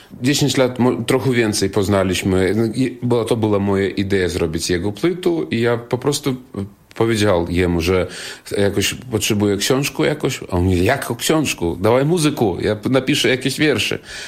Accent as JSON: {"language": "Polish", "country": "Belarus", "second_language": "Polish", "said": "ja staram się, jakby każdy artysta na Białorusi, który tam czuje się jako Białorusin, no coś z tym zmieniać."}